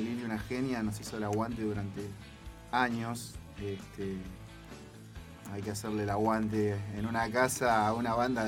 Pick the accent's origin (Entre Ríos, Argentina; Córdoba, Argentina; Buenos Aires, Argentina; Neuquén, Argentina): Buenos Aires, Argentina; Abasto; soy de acá de La Plata, nací en Abasto, nacido y criado en Abasto, zona oeste clásico.